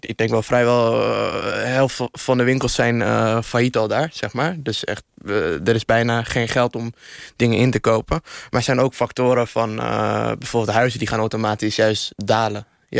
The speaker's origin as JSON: {"language": "Dutch", "country": "Iraq", "said": "ik kom zelf uit Irak."}